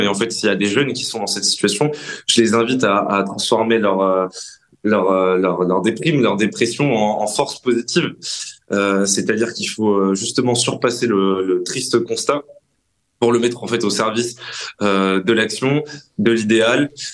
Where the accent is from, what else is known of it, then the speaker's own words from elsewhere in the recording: France; la place que nous, en tant que Français, occidentaux, européens, voulons retrouver dans l'histoire